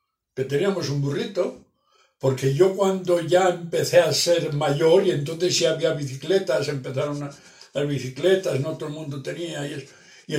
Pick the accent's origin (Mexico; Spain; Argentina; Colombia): Spain; Salamanca, Castile and León; now in Villafranca, Spain; cuando yo me vine de Salamanca, venimos a Tarragona. Y después ya me metí en Butano y me destinaron aquí a Villafranca. Y eso era, fue en el 67 o el 77